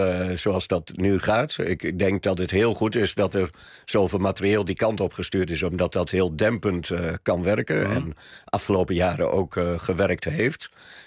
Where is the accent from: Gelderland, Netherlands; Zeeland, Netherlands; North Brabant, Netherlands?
Gelderland, Netherlands; Harderwijk; Ook de grootste partij in Harderwijk, waar ik vandaan kom.